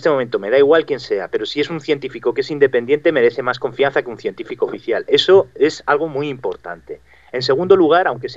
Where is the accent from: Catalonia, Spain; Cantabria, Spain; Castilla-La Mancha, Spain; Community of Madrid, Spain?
Community of Madrid, Spain; Madrid; En concreto, los que somos madrileños, tenemos muchísima experiencia con el tema de las tuneladoras.